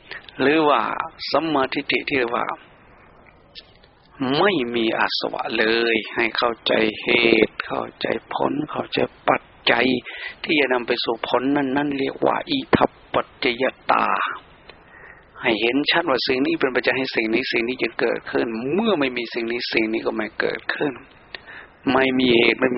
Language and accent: Thai; Isan, Thailand; อยากจะพูดถึงประเพณีในวันออกพรรษาเอาในภาคอีสานนี้ซะก่อนเพราะว่าเราเป็นชาวอีสาน